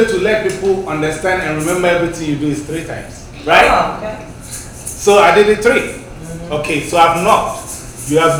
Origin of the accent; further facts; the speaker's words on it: Kumasi, Ashanti, Ghana; also born or lived in Central Region; Me, I'm half. I was born in the central, but I was raised in Kumasi area. So I speak both.